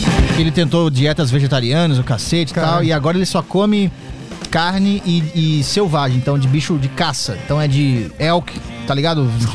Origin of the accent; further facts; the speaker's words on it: Minas Gerais, Brazil; now in São Paulo, Brazil; É igual eu vim de Minas pra cá também, pra trabalhar e fazer as coisas.